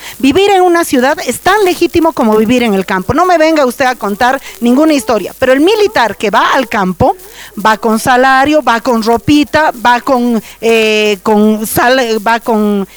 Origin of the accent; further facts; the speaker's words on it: Bolivia; yo no soy diputada, nada, pero yo soy boliviana